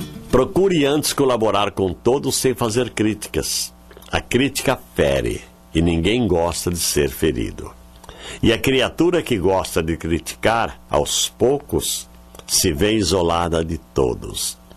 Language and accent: Portuguese; Duartina, São Paulo, Brazil; E também ofereceu para todo o pessoal lá da minha terra, Duartina.